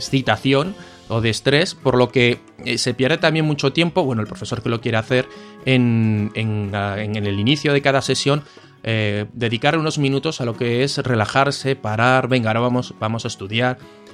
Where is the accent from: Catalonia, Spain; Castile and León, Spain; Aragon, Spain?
Aragon, Spain; Zaragoza; nosotros que somos de Zaragoza, en Zaragoza tenemos las fiestas del Pilar, son unas fiestas de aquí de la ciudad que son en octubre